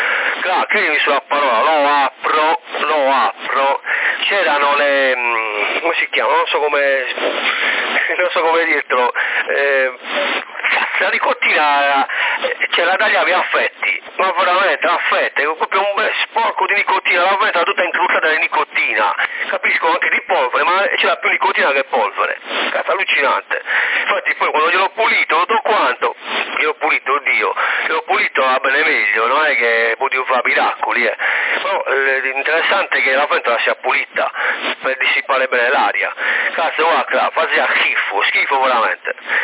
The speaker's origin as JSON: {"language": "Italian", "town": "Livorno", "region": "Tuscany", "country": "Italy", "said": "Si conferma, vengo da Livorno."}